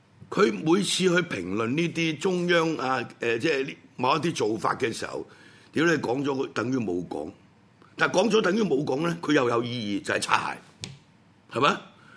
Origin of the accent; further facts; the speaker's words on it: Hong Kong; 咁都唔係你即係用我哋香港人嘅講法叫鄧冬菇啫好啦，